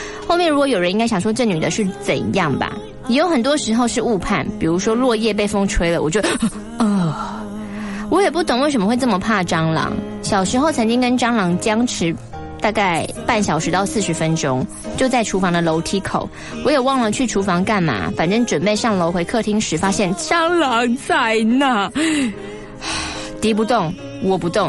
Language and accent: Chinese; Hsinchu, Taiwan; 难道是因为我是新竹人所以常吃吗？